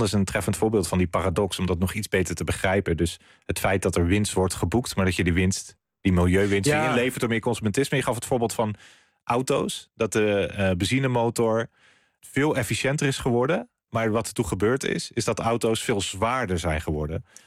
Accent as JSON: {"language": "Dutch", "country": "Netherlands", "said": "Ik bedoel, het is niet dat wij als Nederlanders ons belachelijk hebben gedragen in dit opzicht."}